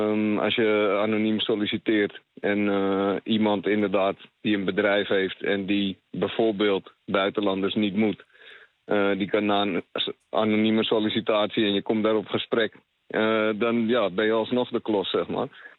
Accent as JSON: {"language": "Dutch", "country": "Netherlands", "said": "Ik ben zelf een Nederlander. En half Surinaams, maar gewoon Nederlands paspoort, Nederlandse achternaam."}